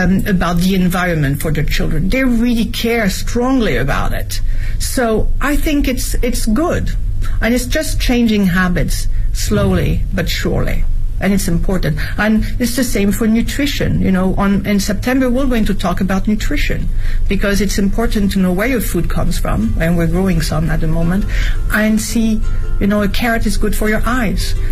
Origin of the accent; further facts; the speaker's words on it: France; English is a second language; now in Beijing, China; My environment, as I was growing up in France, we never really questioned it.